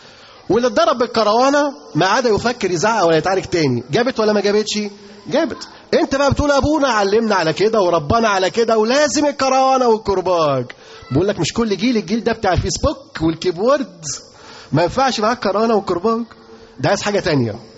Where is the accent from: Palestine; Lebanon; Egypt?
Egypt; انتوا عارفين في كام طالب عندنا في مصر بيتعلم؟